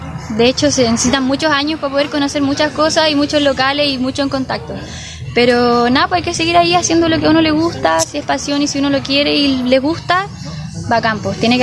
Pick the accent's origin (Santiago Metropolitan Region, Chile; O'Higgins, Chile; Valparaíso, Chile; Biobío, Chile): O'Higgins, Chile; Rancagua; si aparte somos acá de Rancagua, y qué mejor que tocar en nuestra región.